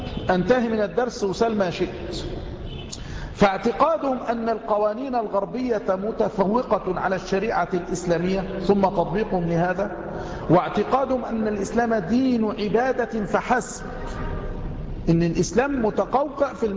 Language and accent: Arabic; Egypt; خاصة عندنا في مصر من نساء مصر